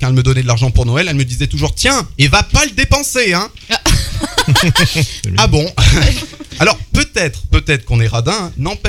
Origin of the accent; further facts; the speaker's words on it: Auvergne-Rhône-Alpes, France; Et comme je suis auvergnat, ça fait 3 jours que j'en prends plein la gueule.